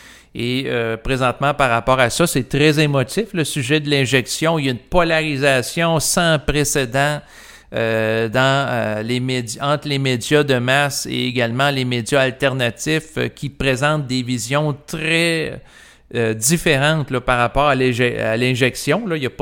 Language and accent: French; Canada; je suis un Canadien, je vis au Québec, qui est une province du Canada